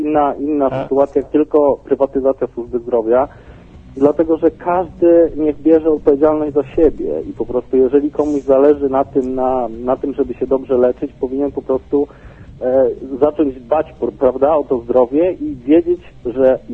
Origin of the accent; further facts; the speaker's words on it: Lublin, Lublin Voivodeship, Poland; pochodzę, prawda, z Lublina